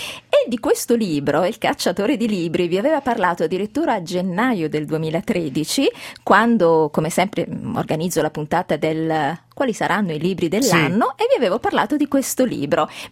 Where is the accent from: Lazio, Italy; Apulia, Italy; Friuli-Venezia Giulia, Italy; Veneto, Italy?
Apulia, Italy; Bari; Io, come dico sempre, sono originaria appunto di Bari e quindi riesco a capire un po' i modi di dire, i modi di fare